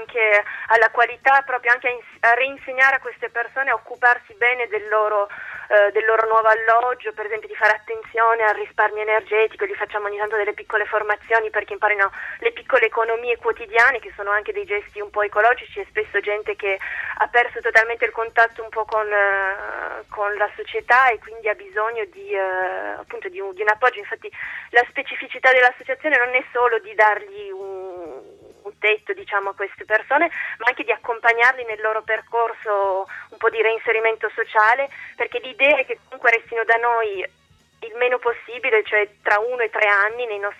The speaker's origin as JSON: {"language": "Italian", "town": "Turin", "region": "Piedmont", "country": "Italy", "moved": "as an adult", "lives_now": "France", "said": "In Francia ci lavoro, ci vivo ormai da 6 anni. Io ho sempre vissuto, sono di Torino, ho sempre vissuto in Italia, poi ho fatto una parte dei miei studi in Francia tramite uno scambio Erasmus e ci sono rimasta."}